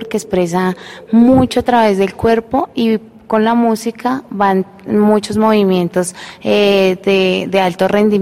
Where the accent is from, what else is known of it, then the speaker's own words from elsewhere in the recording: Colombia; creo que como muchos colombianos